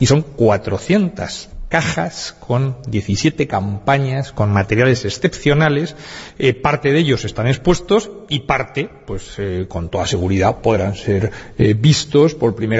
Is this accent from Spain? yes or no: yes; Madrid, Community of Madrid, Spain; now in Alicante, Spain; yo soy de Madrid, soy profesor de la Universidad de Alicante